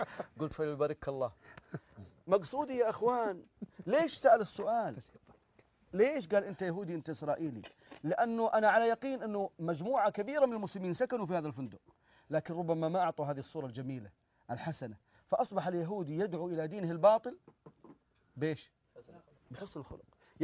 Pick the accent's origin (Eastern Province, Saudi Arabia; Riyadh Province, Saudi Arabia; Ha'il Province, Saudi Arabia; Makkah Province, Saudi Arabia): Makkah Province, Saudi Arabia; Jeddah; فإحنا عندنا في جدة لها اسم ثاني